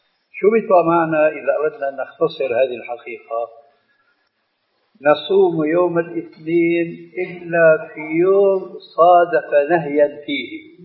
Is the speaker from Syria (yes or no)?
yes; Syria; بس بدنا كما يقولون عندنا في الشام بدنا نصدق